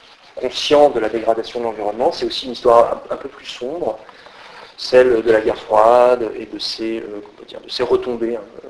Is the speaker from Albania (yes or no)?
no; France; je suis français